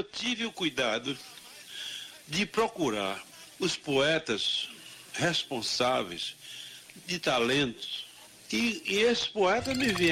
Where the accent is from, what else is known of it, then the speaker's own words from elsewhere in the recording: Araripe, Ceará, Brazil; moved away; eu parti lá do Araripe, onde eu nasci, me criei.